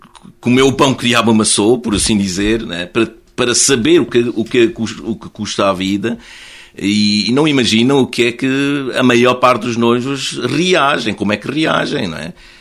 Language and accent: Portuguese; Macau; Eu sou de Macau, gosto de falar de imperadores.